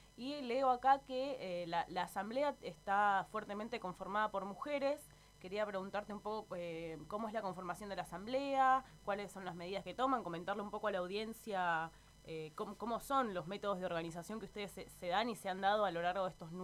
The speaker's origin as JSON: {"language": "Spanish", "country": "Argentina", "said": "Como argentina, como mujer, como luchadora por los derechos ambientales de nuestro pueblo."}